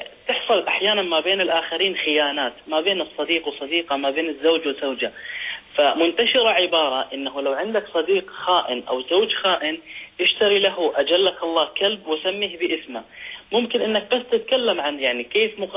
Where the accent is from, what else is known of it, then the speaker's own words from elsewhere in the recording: Sweden; أنا من السويد.